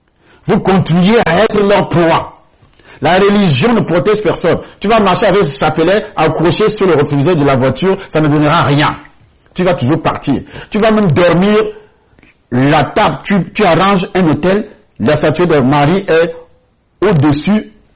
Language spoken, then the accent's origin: French; Akonan, Centre, Cameroon; Parce que je suis d'Akonan, pour ceux qui connaissent le Cameroun.